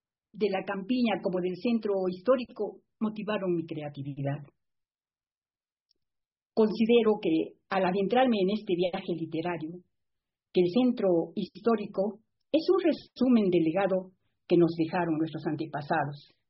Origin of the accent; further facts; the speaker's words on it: Arequipa, Peru; quiero expresar una vez más el inmenso cariño a mi tierra arequipeña, que siempre será fuente de mi inspiración.